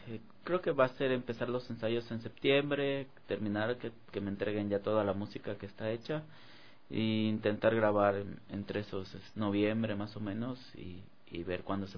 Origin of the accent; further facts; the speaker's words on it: Ecuador; uno no se la termina de creer como guitarrista, como músico ecuatoriano